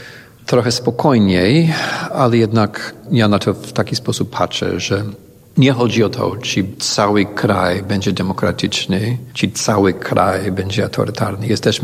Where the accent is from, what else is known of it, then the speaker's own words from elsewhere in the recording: United States; Ale jako Amerykanin po prostu czuję obowiązek, żeby działać razem z tymi, którzy działają.